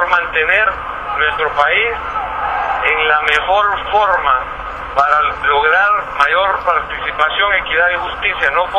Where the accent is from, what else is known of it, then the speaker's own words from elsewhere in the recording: Honduras; Te lo digo con todo el amor como hondureño